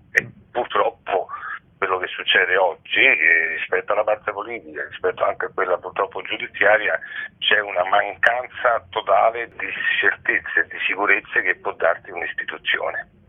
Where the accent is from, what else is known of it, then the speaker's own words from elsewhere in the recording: Rome, Lazio, Italy; Io sono nato e abito a Monteverde